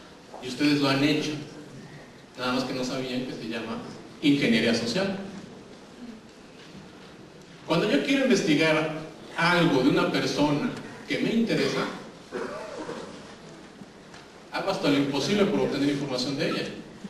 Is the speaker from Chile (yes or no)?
no; Mexico; Como buenos mexicanos, cuando nos piden llenar un formulario, siempre, no sé por qué, ahí sí somos perfectibles